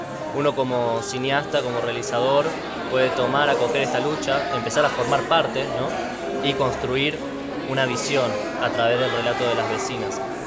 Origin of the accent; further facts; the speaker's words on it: Marcos Juárez, Córdoba, Argentina; now in Córdoba, Argentina; Yo soy de Marco Juárez, y en Marco Juárez, como algunos sabrán, es una zona rodeada de campos